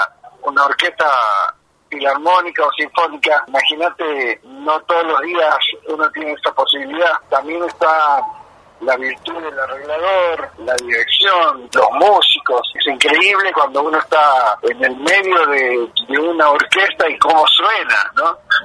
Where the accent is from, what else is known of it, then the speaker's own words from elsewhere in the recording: Argentina; Todavía falta que nosotros como argentinos incorporemos a la Patagonia en nuestra mentalidad.